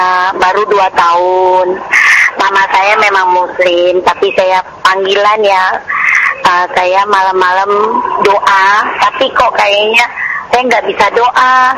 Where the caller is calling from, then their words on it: Cengkareng, Jakarta, Indonesia; Saya dari Cengkareng.